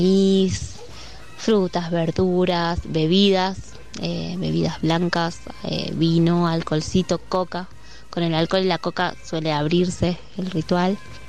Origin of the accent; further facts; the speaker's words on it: Buenos Aires, Argentina; Yo particularmente, que no soy de acá, soy de Buenos Aires, pero vivo acá hace años